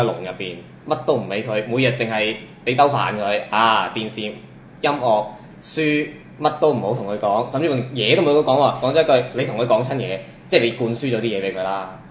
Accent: Guangdong, China; 咁我哋廣東人有一句說話，我覺得好直接啦

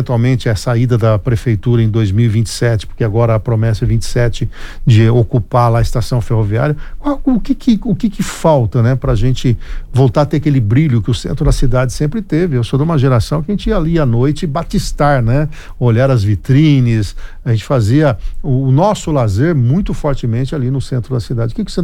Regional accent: Bauru, São Paulo, Brazil; born there; Eu cada vez que vou na Bela Vista, passo por lá da onde eu nasci

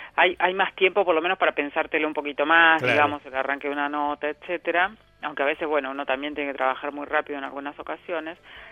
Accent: Junín, Buenos Aires Province, Argentina; yo nací ahí en Junín.

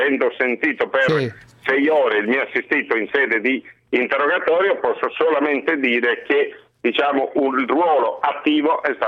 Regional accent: Sardinia, Italy; Le rispondo da sardo?

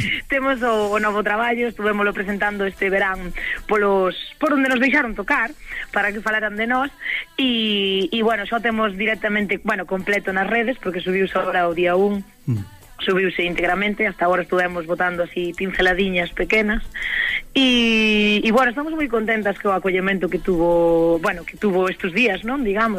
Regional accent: Ames, Galicia, Spain; Sí, somos do Val da Maía, porque bueno, temos unha das compoñentes de Corneira, da Baña, cerquiña, pero o resto somos de Ames.

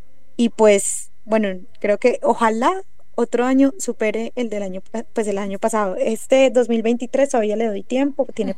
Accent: Antioquia, Colombia; accent: paisa; mi acento, que es bien marcado, creo, como que no puedo escapar, creo que lo tengo muy fuerte, ese acento paisa. A veces me dicen que estoy demasiado paisa.

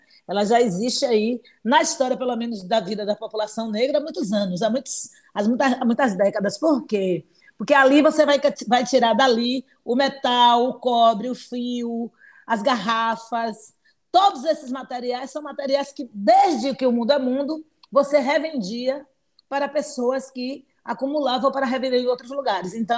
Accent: Salvador, Bahia, Brazil; Eu nasci, sou de Salvador, Bahia, sou nativa dessa cidade, como a gente costuma chamar, soteropolitana, e sou soteropolitana da Cidade Baixa, da Península de Itapajipe.

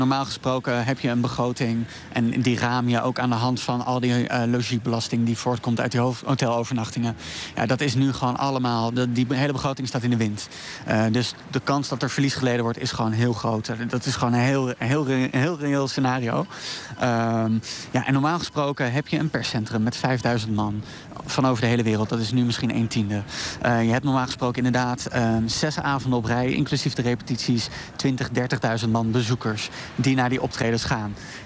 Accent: Rotterdam, South Holland, Netherlands; het is natuurlijk hartstikke leuk om als Rotterdammer het Songfestival mee te maken.

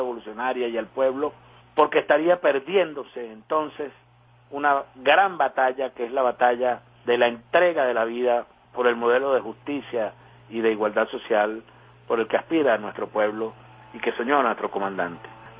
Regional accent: Venezuela; tener el pie firme como venezolanas y venezolanos, incluso como opositores a la revolución

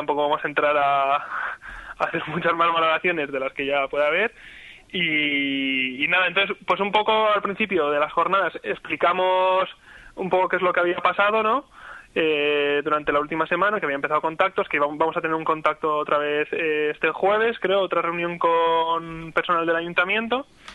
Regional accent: Madrid, Community of Madrid, Spain; Yo vengo de Madrid, y bueno, ahora me había mudado

